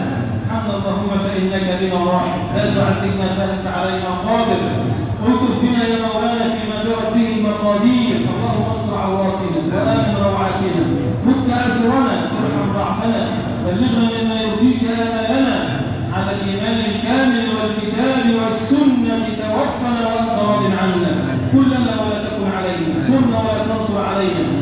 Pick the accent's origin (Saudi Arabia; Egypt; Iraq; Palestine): Egypt; اللهم اجعل بلدنا مصر بلدا امنا مطمئنا